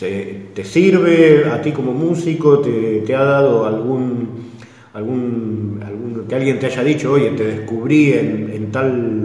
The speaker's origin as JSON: {"language": "Spanish", "region": "Buenos Aires", "country": "Argentina", "moved": "yes", "said": "los que tenemos cierta edad y que venimos de Buenos Aires"}